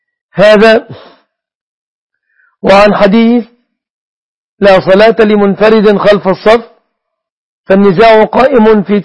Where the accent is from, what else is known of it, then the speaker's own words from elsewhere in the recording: Egypt; أنا مصري مثلك يا أشرف